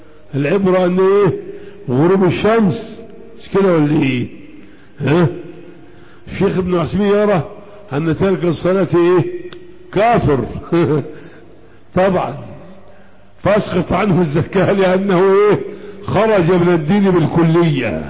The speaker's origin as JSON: {"language": "Arabic", "country": "Egypt", "said": "انما عندنا في مصر مكنة شغالة"}